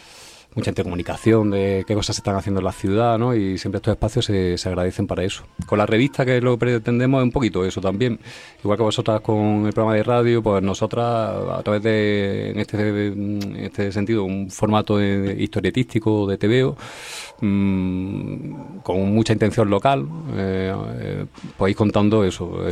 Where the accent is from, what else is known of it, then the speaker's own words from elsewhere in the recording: Granada, Andalusia, Spain; yo soy granadino